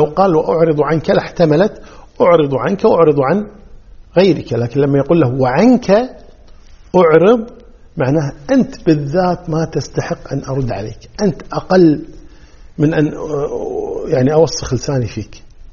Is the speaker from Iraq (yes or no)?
no; Kuwait; وهذه كلمة يعني مشهورة عندنا في الكويت